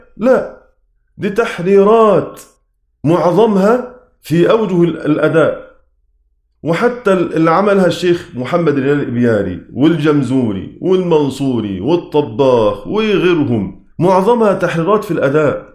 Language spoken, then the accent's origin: Arabic; Egypt; كلمة درجة عندنا في مصر وفي كل الدنيا